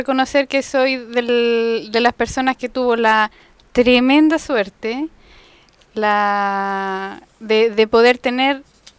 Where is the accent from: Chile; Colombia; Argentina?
Chile; Nos, Santiago Metropolitan Region; nacida y criada en Nos hace 31 años, casi 32.